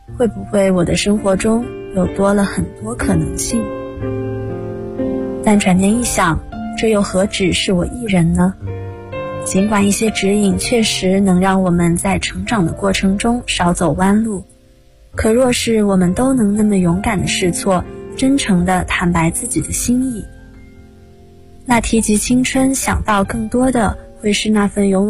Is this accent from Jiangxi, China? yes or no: yes; Jiangxi, China; 大家好，我是来自江西的